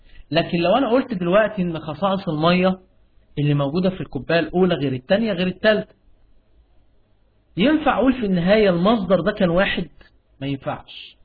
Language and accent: Arabic; Egypt; عندنا في مصر اللي هو مطران دمياط